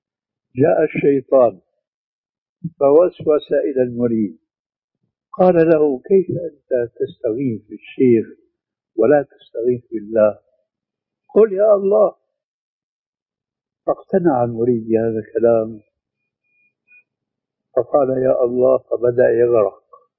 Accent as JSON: {"language": "Arabic", "country": "Syria", "said": "الشيخ المسلم ابن عربي والمدفون هناك عندنا في سوريا"}